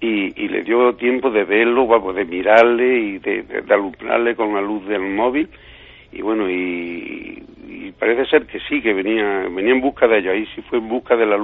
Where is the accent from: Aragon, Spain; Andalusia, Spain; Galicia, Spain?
Andalusia, Spain; Villanueva del Duque; muy cerca de mi pueblo, de Villanueva del Duque.